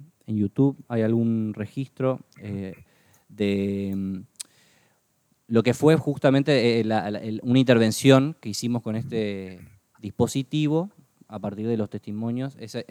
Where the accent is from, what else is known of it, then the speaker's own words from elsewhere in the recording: Posadas, Misiones, Argentina; moved away as an adult; now in Buenos Aires, Argentina; Yo nací en la ciudad de Posadas y aproximadamente a los 18 años migré justamente a la ciudad de Buenos Aires, que me vine a estudiar la carrera de imagen y sonido.